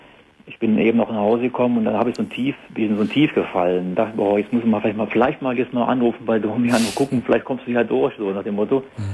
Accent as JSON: {"language": "German", "country": "Germany", "said": "dann war ich im April mal wieder da in der Eifel, ne, wo ich herkomme"}